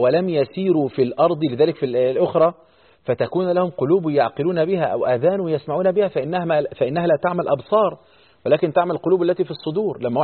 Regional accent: Egypt; وتلاقي الطلاب كان عندنا في مصر

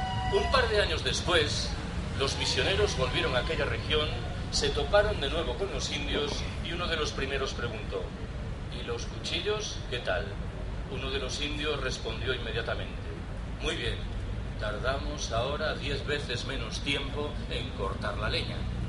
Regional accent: Galicia, Spain; Yo soy gallego. Orgullosamente gallego, por cierto.

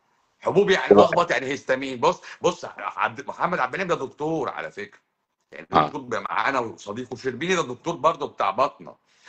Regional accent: Egypt; مشكلتي ان انا مصري

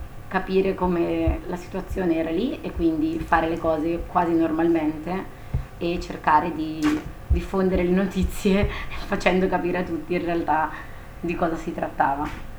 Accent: Nembro, Lombardy, Italy; now in Berlin, Germany; Io tra l'altro vengo proprio da Nembro, che è il paese che è stato più colpito in tutto il mondo praticamente dal corona

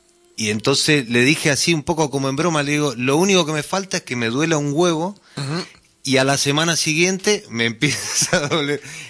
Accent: Mendoza, Argentina; also born or lived in San Juan; yo nací en San Juan, espero que no lo escuche ningún mendocino esto, porque no vuelvo nunca más, pero a los 3 años me llevaron a Mendoza y digamos que toda mi infancia fue ahí, digamos, en Mendoza.

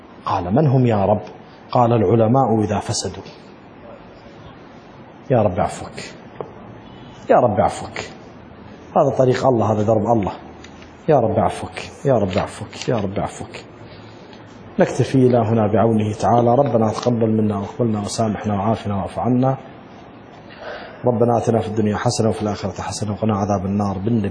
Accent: Iraq; ولكن عندنا بالعراق بي ولي وبي إشهار وبي مهر

